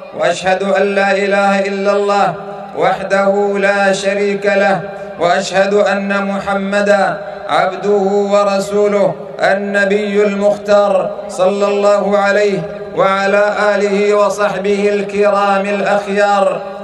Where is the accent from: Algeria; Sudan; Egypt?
Sudan; وقد قطع من بلدنا السودان جزء، وانتقص من أرضه وشعبه.